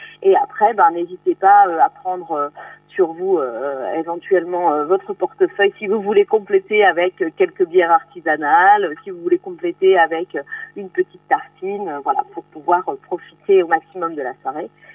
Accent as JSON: {"language": "French", "region": "Brittany", "country": "France", "said": "Moi, je suis originaire de Vannier, … de Bretagne"}